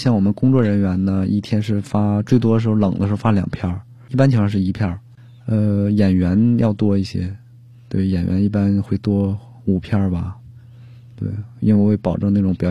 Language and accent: Chinese; Liaoning, China; 我是辽宁人，但是辽宁近这么多年吧，